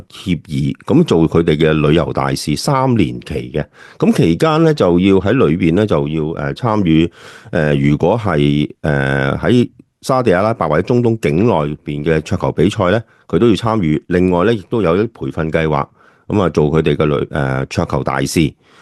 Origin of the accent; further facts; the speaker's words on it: China; 我们中国人成日都说呢